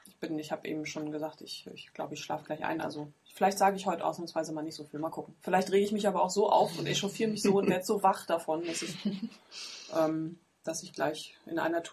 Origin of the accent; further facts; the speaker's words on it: East Germany, Germany; ich bin ja Ossi, ne? Dementsprechend ist meine Verwandtschaft, sind auch alles Ossis.